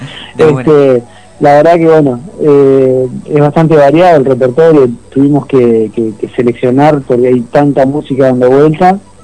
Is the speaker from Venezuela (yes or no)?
no; Concordia, Entre Ríos, Argentina; No, yo estoy en Concordia. Ahí va. Ahí está. Ahí va. Yo soy de Concordia.